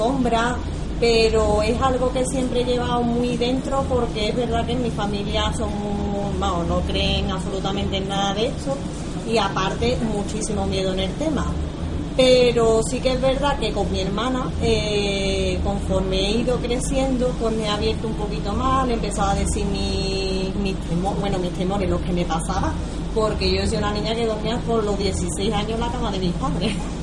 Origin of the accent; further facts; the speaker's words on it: Seville, Andalusia, Spain; soy de Sevilla.